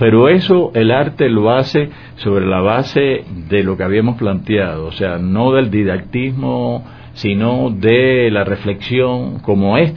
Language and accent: Spanish; Cuba; tengo aquí una crítica que salió en la prensa a una, en mi país, en Cuba, en mi provincia, se hace un evento de cine